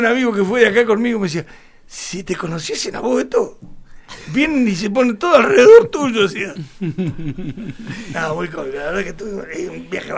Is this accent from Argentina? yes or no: yes; Santa Rosa, La Pampa, Argentina; nosotros somos Argentina, que yo, pues, somos Santa Rosa de la Pampa.